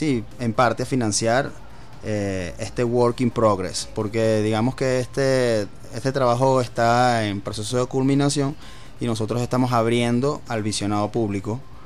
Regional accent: Venezuela; como ciudadanos venezolanos

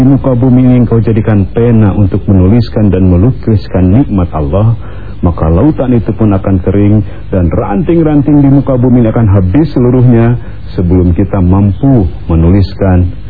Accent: Pangandaran, West Java, Indonesia; Kampung saya Pangandaran.

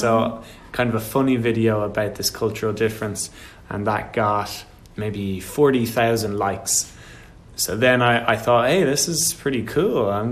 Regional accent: Ireland; So, of course, I'm born and bred in Ireland. So most of my point of view is from my Irish culture, Irish background.

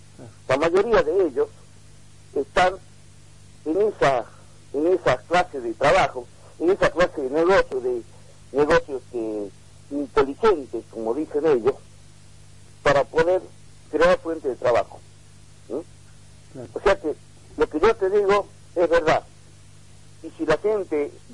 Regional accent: Argentina; todos los que estamos en el último rincón del país también somos argentinos.

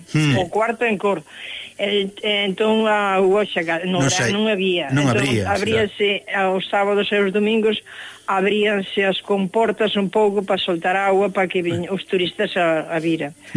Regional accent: Galicia, Spain; Entón, por aí ese rincocho, víase Fisterra desde a miña aldea.

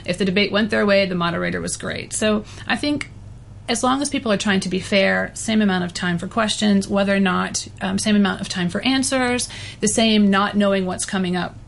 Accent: United States; So I'm an American citizen working for a foreign company living in a foreign country

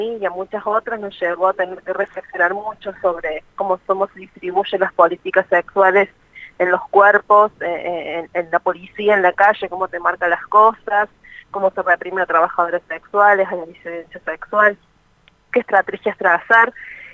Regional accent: Córdoba, Argentina; soy de Córdoba, soy de Córdoba.

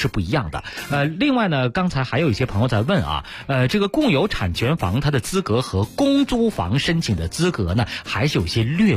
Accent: Beijing, China; 北京人啊，就我们北京人

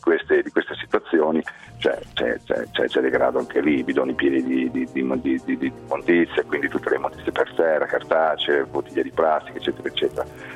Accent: Emilia-Romagna, Italy; io sono romagnolo.

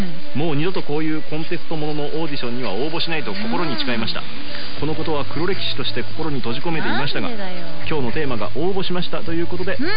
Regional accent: Kyoto, Japan; 僕地元京都にいた時あんまり聞かなかったんですけど。

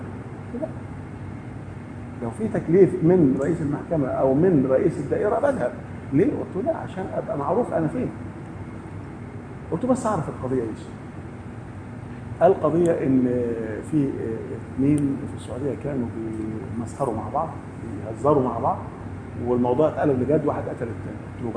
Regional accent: Upper Egypt, Egypt; زي الفوضى اللي عندنا في الصعيد مثلا

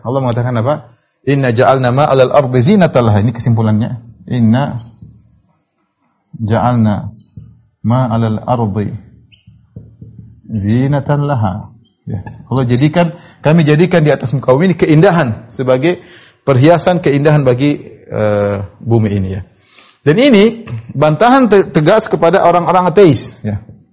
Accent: Papua, Indonesia; meskipun saya belum pernah ke sana, padahal saya orang Papua, ya.

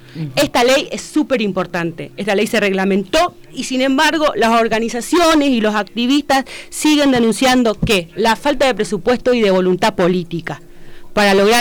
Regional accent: Argentina; el gran hito que tenemos nosotros como argentinos

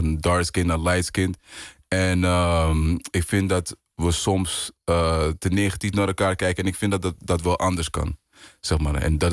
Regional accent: Amsterdam, North Holland, Netherlands; Ik kom uit Amsterdam, Zuidoost. En Ja, ik ben eigenlijk een storytelling artist. Geboren en getogen in Amsterdam.

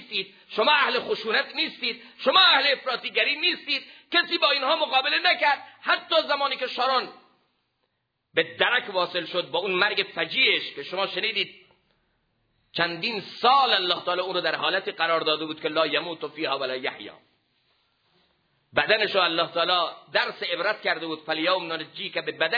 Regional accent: Iran; ما ایرانیم، با چی پیروزیم؟

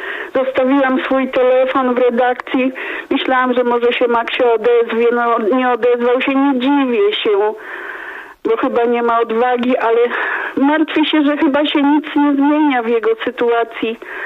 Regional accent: Zielona Góra, Lubusz Voivodeship, Poland; jestem z Zielonej Góry.

